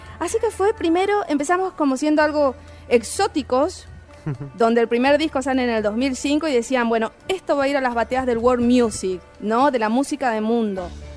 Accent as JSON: {"language": "Spanish", "region": "Chaco", "country": "Argentina", "tie": "born or raised there", "also_born_or_lived": "Clorinda, Formosa", "said": "Yo soy de Formosa, Clorinda, criada en el Chaco. Diego es de Resistencia Chaco. Y hacemos la música de nuestros pueblos originarios. Yo tengo sangre guaraní"}